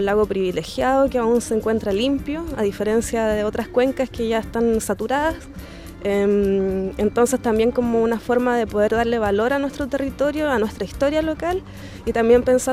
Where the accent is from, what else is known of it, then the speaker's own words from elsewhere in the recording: Flor del Lago, Los Ríos, Chile; Nosotros como comunidad del lago Riñihue, que en particular la localidad de donde yo soy es Flor del Lago